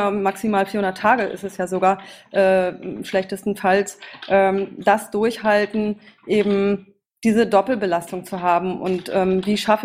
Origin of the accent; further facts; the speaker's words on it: Berlin, Germany; Zu mir, ich komme aus Berlin